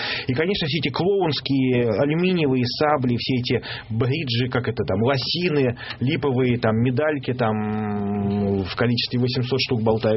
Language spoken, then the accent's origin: Russian; Saint Petersburg, Russia; Все, я из Петербурга, я матом не ругаюсь.